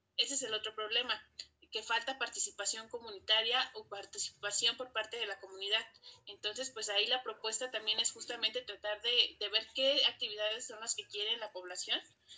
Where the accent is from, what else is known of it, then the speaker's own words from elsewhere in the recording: Los Reyes, Coyoacán, Mexico City, Mexico; soy del pueblo de Los Reyes, Coyoacán.